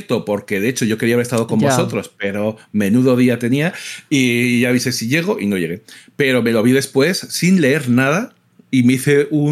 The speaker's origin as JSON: {"language": "Spanish", "country": "Spain", "said": "Yo juego con España porque soy español, porque llevo viendo a España toda la vida"}